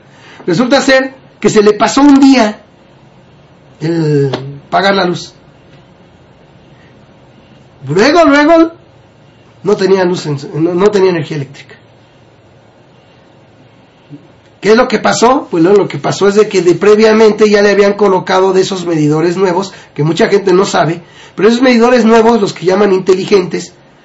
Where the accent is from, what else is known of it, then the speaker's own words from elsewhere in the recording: Argentina; now in Mexico; Pánico a las privatizaciones tengo, soy de Argentina y ya hemos pasado por esto.